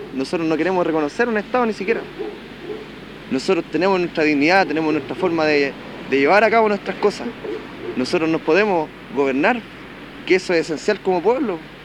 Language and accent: Spanish; Chile; Nosotros no somos los indígenas de Chile, nosotros somos mapuche. Somos aparte. Somos un pueblo que siempre ha estado aquí, que nació en esta tierra y va a morir aquí.